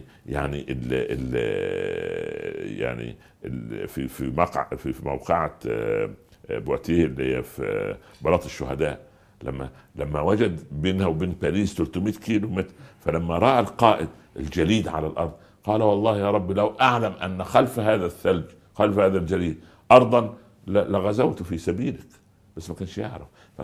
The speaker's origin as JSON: {"language": "Arabic", "region": "Upper Egypt", "country": "Egypt", "said": "حصلت عندنا في الصعيد. في قريه جنبنا"}